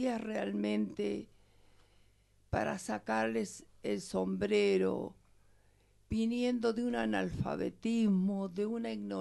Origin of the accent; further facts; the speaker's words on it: Argentina; Nos criamos, los argentinos, y yo soy argentina, pero me siento bolivariana y latinoamericana.